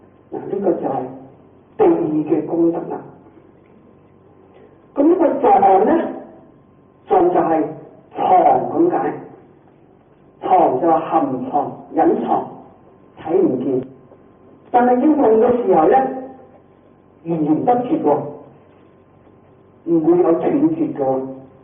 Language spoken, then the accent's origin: Cantonese; China; 我哋中國人喜歡精簡